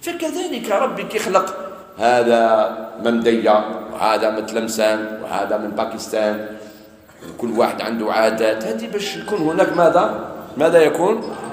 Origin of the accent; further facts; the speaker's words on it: Morocco; ولا هنايا عندنا في المغرب؟